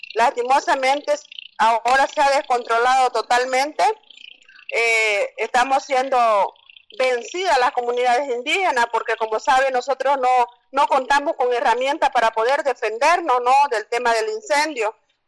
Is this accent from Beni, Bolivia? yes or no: yes; Carmen Florida, Beni, Bolivia; la comunidad de donde yo vengo es de la comunidad Carmen Florida, que está más cerca a la población de Rurrenabaque